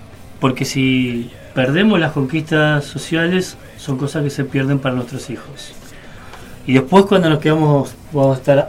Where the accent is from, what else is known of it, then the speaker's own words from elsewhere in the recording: Buenos Aires, Argentina; como soy de Parque Patricios